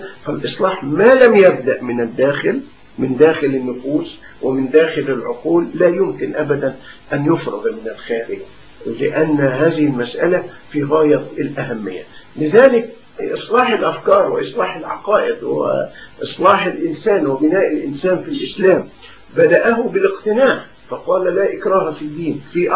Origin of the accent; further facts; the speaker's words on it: Egypt; ونحن عندنا في مصر نماذج لهذا.